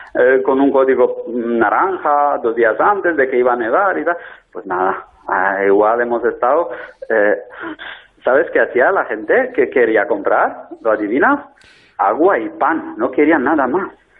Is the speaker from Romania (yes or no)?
yes; Lugoj, Timiș County, Romania; Spanish is a second language; Os saludo desde Rumanía, porque en estas fechas navideñas sí que estoy pasando unos días aquí en mi país natal, en mi ciudad natal de Rumanía, en Lugos, que es como Lugo, el español, pero terminando en J.